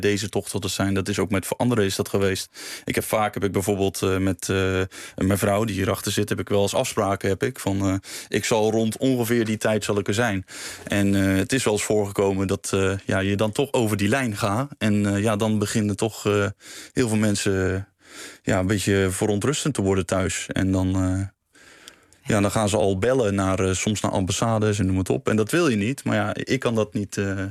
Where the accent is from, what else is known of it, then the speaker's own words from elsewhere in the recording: Zeeland, Netherlands; Ja, ik ben een Zeeuw, dus dat komt goed.